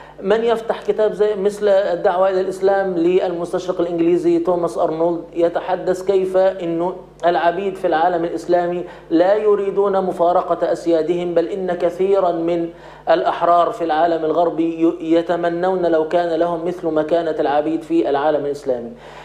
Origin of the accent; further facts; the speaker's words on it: Egypt; أنا باعتباري مصري سأتكلم الآن عن مصر